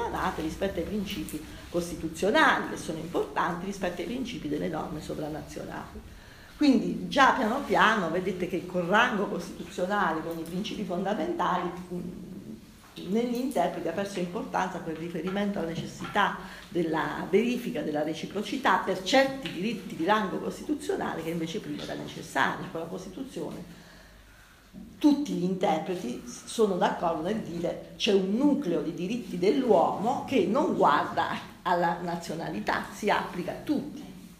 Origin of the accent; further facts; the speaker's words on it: Abruzzo, Italy; sono nata nel 57, mi ricordo l'emigrazione, sono nata in Abruzzo, come sentirete anche dal mio accento. Io sono nata in una terra di emigrazione